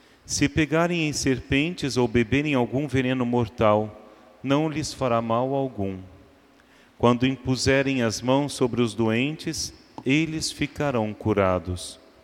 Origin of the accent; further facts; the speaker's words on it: Franca, São Paulo, Brazil; moved away as an adult; now in Rio de Janeiro, Brazil; sou do interior de São Paulo, mas já há 22 anos vim para o Rio de Janeiro, quando decidi entrar para o seminário, quando havia ainda 18 anos de idade. Hoje já cheguei aos 40, então eu sou mais carioca, não é, do que francano